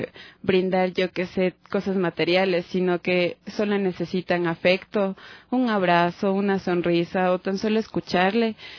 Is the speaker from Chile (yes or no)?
no; Quito, Pichincha, Ecuador; Siendo quiteña, no podría creer que la población se había extendido tanto